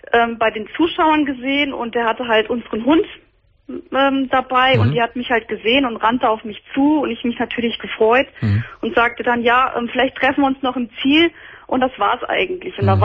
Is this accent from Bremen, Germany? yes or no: no; Hesse, Germany; Er kam aus Dortmund und ich bin aus der Nähe von Kassel. Das ist ja schon ein Stück.